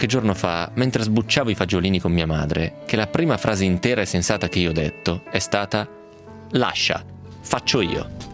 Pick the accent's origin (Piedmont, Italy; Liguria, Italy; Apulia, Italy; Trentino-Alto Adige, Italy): Piedmont, Italy; Romentino; L'abbiamo già detto Margherita, siamo dello stesso paese, perché il nepotismo esiste, giusto? Per quel motivo lì, che sei proprio di Romentino.